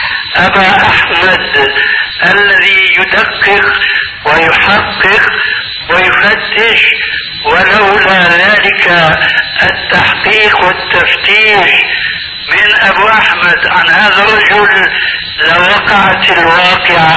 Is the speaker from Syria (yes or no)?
yes; Syria; كما يقولون عندنا في سوريا بالسريج وبفتيل